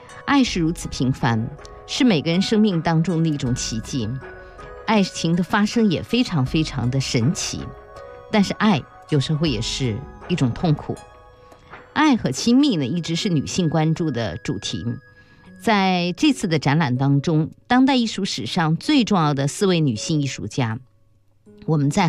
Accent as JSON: {"language": "Chinese", "country": "China", "said": "那对于我们中国人来说，最重要的节日就是一个多月之后的春节"}